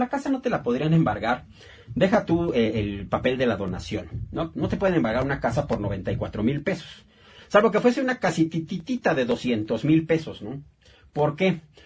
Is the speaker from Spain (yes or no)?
no; Mexico; como mexicanos que somos, nos podamos echar la mano de vez en cuando.